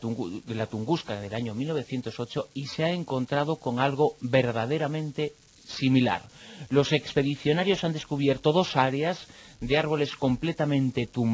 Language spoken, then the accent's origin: Spanish; Galicia, Spain; Y como gallego, soy de los que apoyo tanto al Deportivo como al Celta.